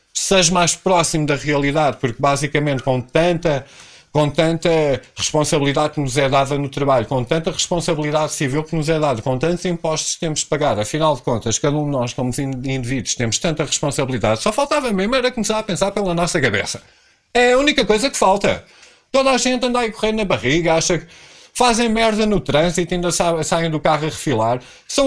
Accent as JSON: {"language": "Portuguese", "country": "Portugal", "said": "como eu nasci em Portugal e sou português, como português em Portugal, sou a pessoa que menos direito tem."}